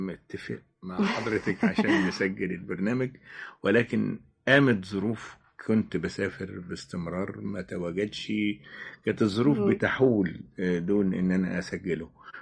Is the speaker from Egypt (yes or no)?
yes; Suez, Suez Governorate, Egypt; also born or lived in Asyut / Ismailia; أنا يعني شبيت ويعني شافت شوارع السويس طفولتي أو بداياتي. يعني في الابتدائي أنا كنت في السويس. يعني في المرحلة الابتدائية اتقسمت ما بين الإسماعيلية والسويس، لأن والدي الله يرحمه كان موظف في السكة الحديد